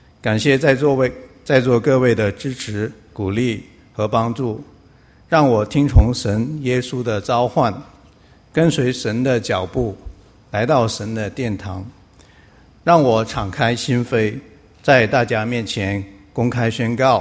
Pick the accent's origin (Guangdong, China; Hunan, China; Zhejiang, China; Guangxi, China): Guangxi, China; Nanning; now in United States; 我来自广西南宁，2005年来到美国，追寻自己的梦想。之前在国内从来没有接触过教会，接受的是非常正统的共产主义教育、无神论的教育